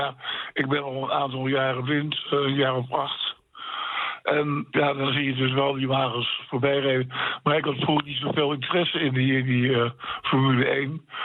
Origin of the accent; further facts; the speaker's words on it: Gouda, South Holland, Netherlands; Ik kom uit Gouda. Ik zit in een bezorgingshuis.